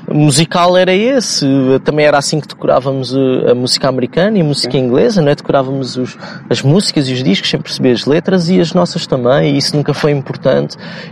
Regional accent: Lisbon, Portugal; accent: Lisbon suburban; com a nossa pronúncia que, e com a pronúncia de um lisboeta do subúrbio em que na prática falamos pá, praticamente só com consoantes

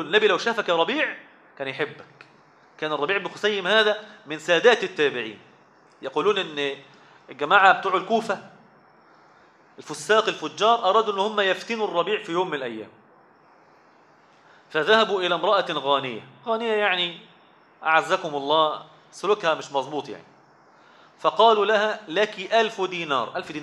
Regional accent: Zagazig, Sharqia Governorate, Egypt; عندنا في الزقازيق أكل حلوة جدا الناس بتحبها

